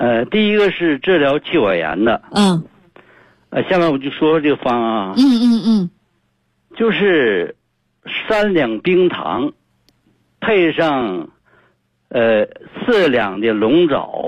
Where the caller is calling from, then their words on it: Daqing, Heilongjiang, China; 我是大庆的。